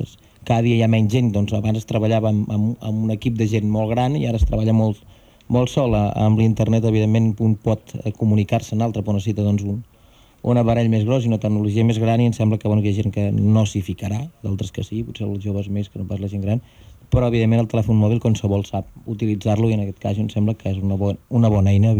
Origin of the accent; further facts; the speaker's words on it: Catalonia, Spain; com a bon catalans em sembla que és una realitat òbvia